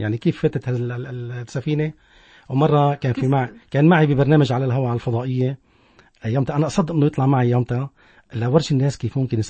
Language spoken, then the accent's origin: Arabic; Tartus, Tartus Governorate, Syria; هو فنان عندنا بطرطوس